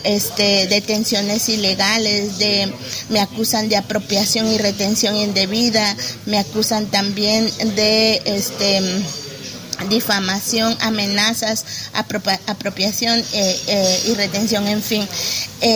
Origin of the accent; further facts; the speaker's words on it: Quiché, Guatemala; A mi pueblo Quiché le digo gracias porque el camino continúa